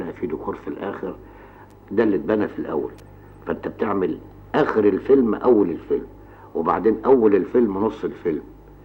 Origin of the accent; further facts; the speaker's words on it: Egypt; او انا مصري ادافع على اثار بلدي